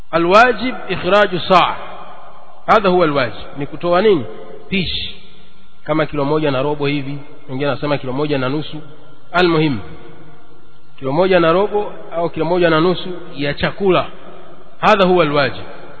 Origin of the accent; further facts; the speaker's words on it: Kigoma, Tanzania; ama ziko sehemu zingine kama nyumbani kwetu Kigoma ni ugali, unga raita.